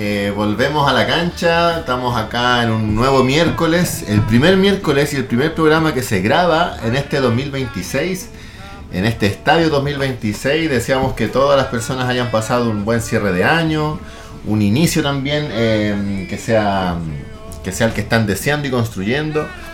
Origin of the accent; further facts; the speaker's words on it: Iquique, Tarapacá, Chile; born there; iquiqueño de corazón, porque nací allá